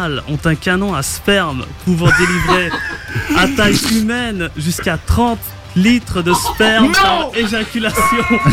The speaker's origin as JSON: {"language": "French", "town": "Liège", "region": "Wallonia", "country": "Belgium", "said": "Je viens de Liège."}